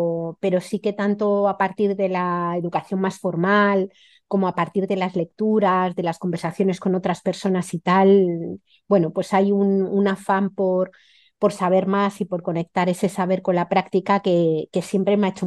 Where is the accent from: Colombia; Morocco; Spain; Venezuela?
Spain; Madrid, Community of Madrid; vengo de una familia súper urbanita, es decir, soy madrileña, mi familia era súper urbana, no habíamos tenido un huerto en la vida